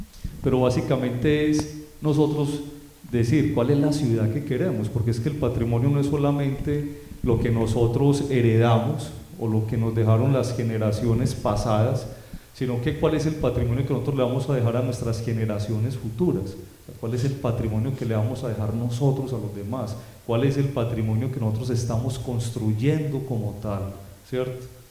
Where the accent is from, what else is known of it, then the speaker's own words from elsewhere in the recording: Colombia; Un gran problema que tenemos todos como ciudadanos y especialmente como colombianos es que no sabemos trabajar en equipo.